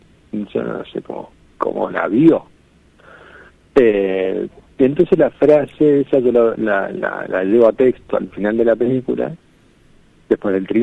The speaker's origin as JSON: {"language": "Spanish", "town": "San Rafael", "region": "Mendoza", "country": "Argentina", "said": "yo soy mendocino, soy nacido en San Rafael, Mendoza, que queda al sur de Mendoza, pero tengo 41 años. A los 18 me fui y volví recién en... me fui como en el 2000 y volví en el 2015."}